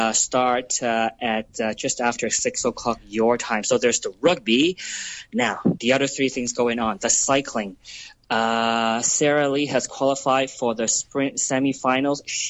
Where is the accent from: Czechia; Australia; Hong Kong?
Hong Kong; I grew up in the Hong Kong 80s, and there used to be a lot of lounges in Tsim Sha Tsui East. In fact, my dad used to own one, and I sort of grew up in that environment.